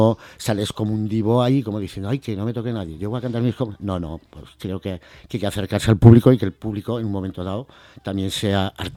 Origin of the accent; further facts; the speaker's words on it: Cuarte, Spain; yo vine de aquí, de Albacete, me quedé en el parador de ciclista. Luego me subí a Cuarte y bueno, prácticamente mi niñez fue en Cuarte en todo.